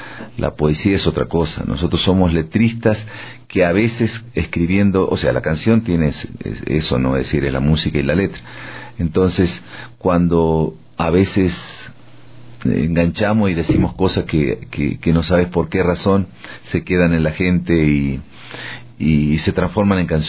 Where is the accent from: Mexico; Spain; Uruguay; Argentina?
Argentina; Yo vengo del país de Mafalda, ¿no?